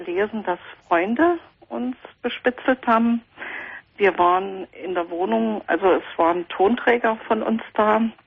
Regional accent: East Germany, Germany; Also ich bin sozusagen in Westdeutschland geboren.

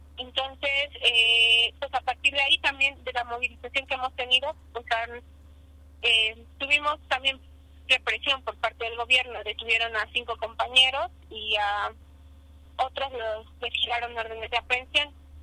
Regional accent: Cholula, Puebla, Mexico; yo soy de Cholula y formo parte del movimiento de Cholula Vive y Digna.

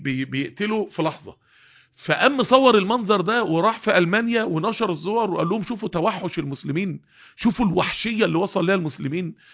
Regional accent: Mansoura, Dakahlia, Egypt; بدأت انزل المكتبات الطبية الكبيرة في القاهرة وانا من المنصورة

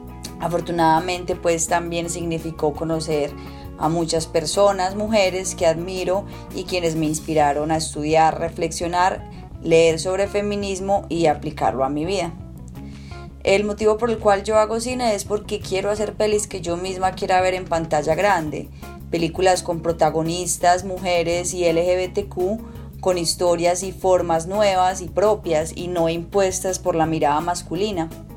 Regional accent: Medellín, Antioquia, Colombia; tengo 29 años, soy de Medellín y soy cineasta.

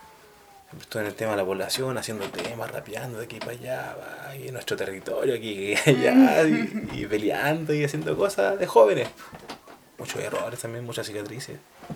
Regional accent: El Salto, Santiago Metropolitan Region, Chile; yo estando en Santiago, me crié en El Salto. Yo iba en un liceo súper igual bien marginal.

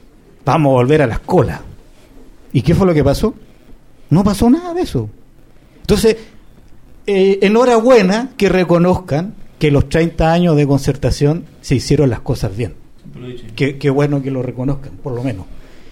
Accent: Linares, Maule, Chile; porque yo soy de Linares. Después de 30 años, Linares, que era un paraíso para poder vivir, hoy día es irrespirable todos los inviernos.

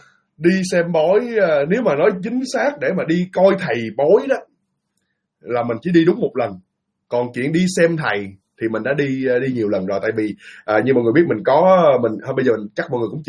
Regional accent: Ho Chi Minh City, Vietnam; accent: slight Mekong Delta accent; also born or lived in Dong Thap; đúng đúng thật là quê mình ở miền Tây, quê mình ở Đồng Tháp thật, nhưng mà từ nhỏ tới lớn mình sinh ra và lớn lên ở Sài Gòn. cũng có thể nói mình là cũng có thể là người Sài Gòn luôn, nhưng mà có thể là cái giọng của mình có một chút xíu miền Tây

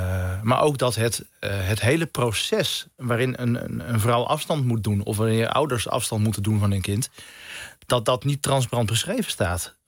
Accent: India; Ik kom zelf uit India.

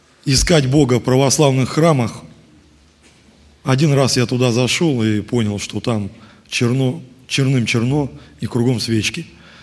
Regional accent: Mezhdurechensk, Kemerovo Oblast, Russia; я из Междуреченска, руководитель молодежи.

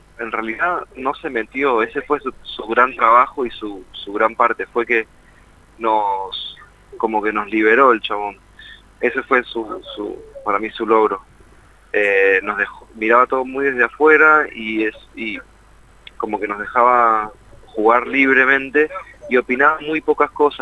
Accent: Mendoza, Argentina; now in Buenos Aires, Argentina; nosotros venimos de Mendoza, y en Capital, estamos viviendo en Capital ya hace muchos años

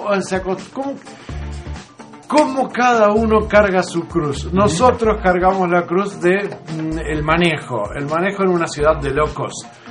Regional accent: Uruguay; yo como uruguayo

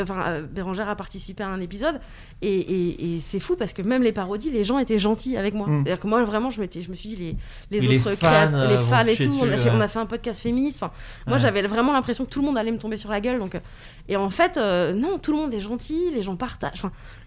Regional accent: Brittany, France; chez moi en Bretagne, chez mes parents.

